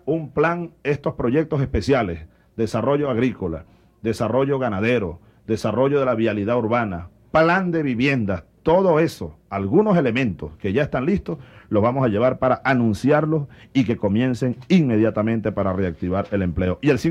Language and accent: Spanish; Venezuela; Pero así somos los venezolanos.